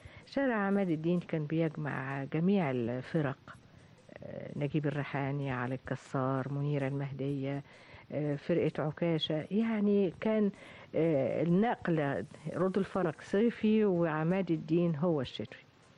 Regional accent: Tanta, Gharbia, Egypt; born or raised there

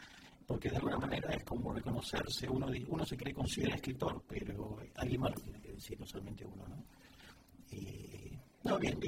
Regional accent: Argentina; moved away; de una experiencia que viví hace poco en Buenos Aires. Bueno, tú sabes que hace poco estuve en mi país y vi muchas obras de teatro

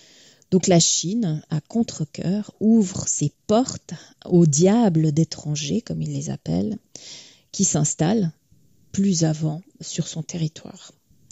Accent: Switzerland; Donc, en tant que Suissesse, j'aurais bien voulu

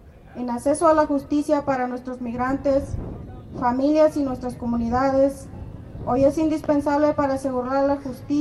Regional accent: Guerrero, Mexico; Yo vengo del estado de Guerrero, Tierra Caliente.

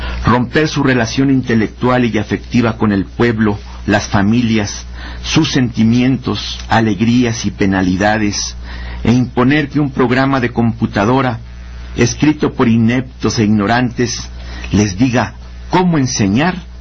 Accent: Mexico; Somos mexicanos. Hemos de ser tratados como tales.

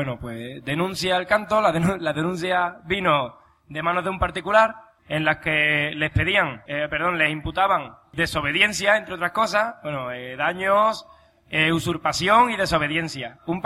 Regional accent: Palma del Río, Andalusia, Spain; yo soy de Palma del Río, el pueblo donde está la finca de Somonte

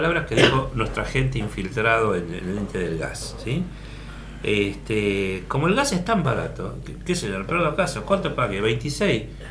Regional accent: Buenos Aires, Argentina; Yo me crié en Buenos Aires, mi infancia la pasé en Buenos Aires.

